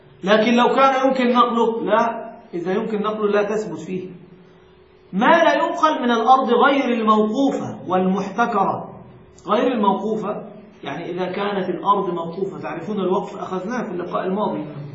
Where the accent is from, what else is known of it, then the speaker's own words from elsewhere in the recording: Egypt; هناك مشكلة حتى عندنا في مصر